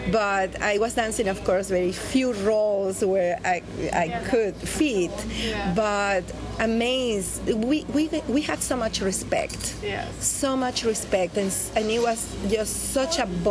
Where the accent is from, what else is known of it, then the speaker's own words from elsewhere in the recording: Venezuela; Yes, I am from Venezuela